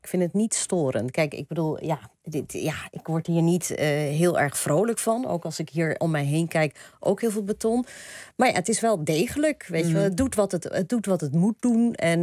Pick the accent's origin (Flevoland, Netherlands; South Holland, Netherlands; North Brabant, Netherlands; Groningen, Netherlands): South Holland, Netherlands; Dordrecht; Ja, Dordrecht vind ik sowieso mooi. Maar ja, dat is mijn hometown, mijn geboortestad.